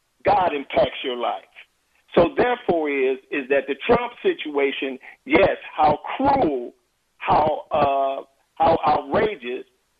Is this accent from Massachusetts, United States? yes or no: no; Chicago, Illinois, United States; now in Covington, United States; But I'm calling from Covington, Georgia, but actually I'm a 65-year-old Chicagoan.